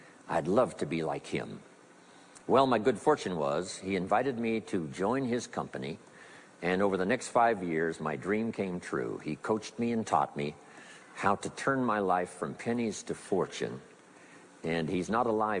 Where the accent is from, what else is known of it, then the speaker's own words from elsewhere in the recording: Idaho, United States; I was raised in Southwest Idaho.